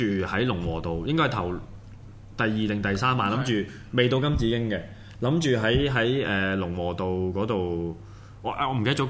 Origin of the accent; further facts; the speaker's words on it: Hong Kong; 系一早去教育翻我哋香港人